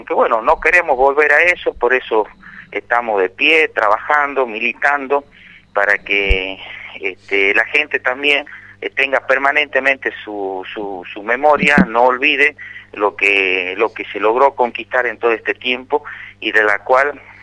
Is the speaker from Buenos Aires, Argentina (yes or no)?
no; Tartagal, Salta, Argentina; Nosotros justamente en Tartagal, que estamos a 8 kilómetros de General Mosconi